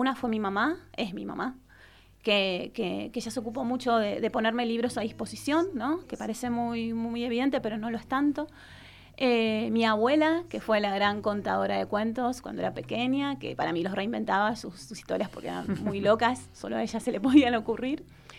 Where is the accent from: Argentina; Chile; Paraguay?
Argentina; Buenos Aires; Yo nací en Buenos Aires, en Ciudad de Buenos Aires. En realidad nací en un barrio que se llama Villa del Parque, pero a los 2 años, para mí, mi nacimiento fue en Lugano, que es un barrio de Ciudad de Buenos Aires